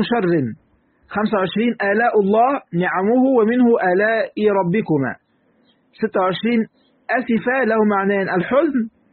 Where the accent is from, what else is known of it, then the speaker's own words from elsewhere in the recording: Egypt; نعم احنا مصريين بس أم القرى مكة